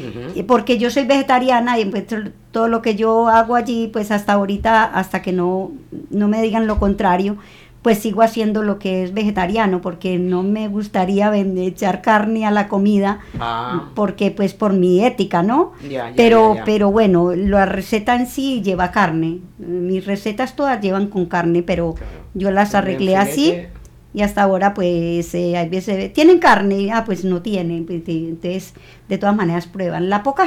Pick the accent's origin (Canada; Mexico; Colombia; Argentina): Colombia; Yo soy la única colombiana.